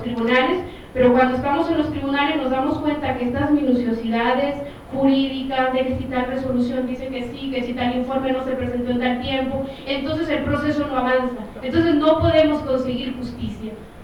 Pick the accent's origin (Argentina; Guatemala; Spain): Guatemala; de Guatemala